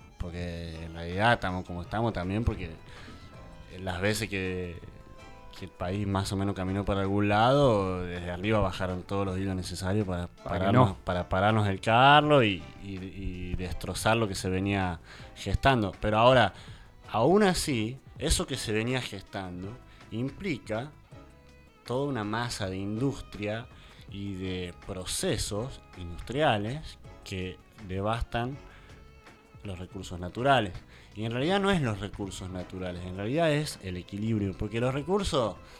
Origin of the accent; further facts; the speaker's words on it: Argentina; es que somos unos tibios nosotros como argentinos.